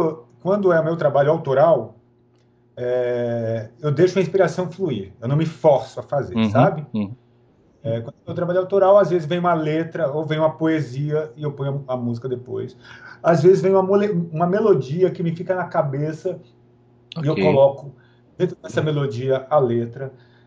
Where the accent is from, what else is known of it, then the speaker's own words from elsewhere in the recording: Bahia, Brazil; E eu sou preguiçoso, né? Porque eu sou baiano.